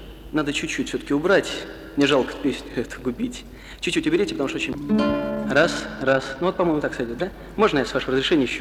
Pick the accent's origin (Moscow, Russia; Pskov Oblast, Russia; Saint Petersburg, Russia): Saint Petersburg, Russia; приехали из Ленинграда, и поэтому ну, никак не обойтись без ленинградских песен.